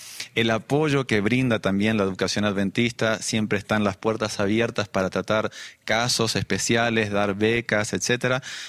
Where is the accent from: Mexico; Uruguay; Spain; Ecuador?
Uruguay; De Uruguay.